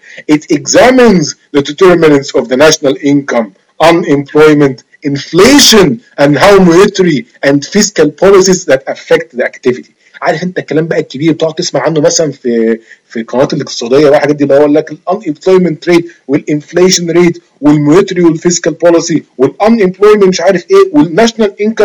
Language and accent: Arabic; Egypt; moved away; انا مثلا دلوقتي انا قاعد بره مصر، هل انتاجي يخش في الجي دي بي عشان انا مصري وابويا مصري؟